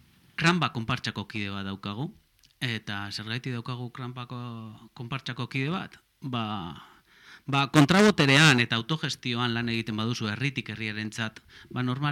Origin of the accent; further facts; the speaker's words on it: Basque Country, Spain; y como vascos, pues nosotros nos toca señalar, como hemos dicho, pues los agentes que tenemos aquí.